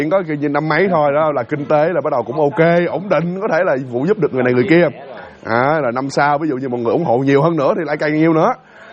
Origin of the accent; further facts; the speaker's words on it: Dong Thap, Vietnam; Mình đi tảo mộ ở bên Đồng Tháp, quê của mình và quê vợ mình nữa